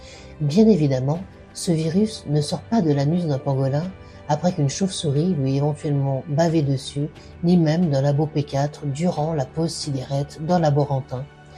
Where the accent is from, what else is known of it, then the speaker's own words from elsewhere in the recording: Belgium; Chez nous, en Belgique, c'est actuellement